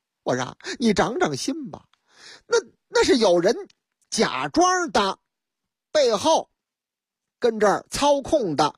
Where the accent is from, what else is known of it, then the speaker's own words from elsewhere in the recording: Shanghai, China; 头段时间这事情实际上发生在上海啊，俺的老家上海。